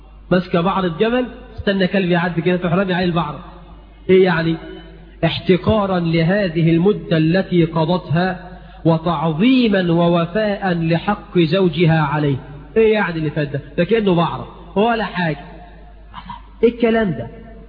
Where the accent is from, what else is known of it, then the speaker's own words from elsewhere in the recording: Egypt; قرأت في جريدة جريدة في هنا عندنا في مصر